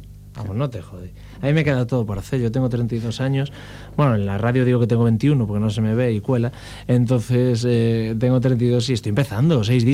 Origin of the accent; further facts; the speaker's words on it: Ferrol, Galicia, Spain; Pero si yo estoy aquí con mi guitarra que vengo de Ferrol a cantar y gritando, yo me temblaba las piernas.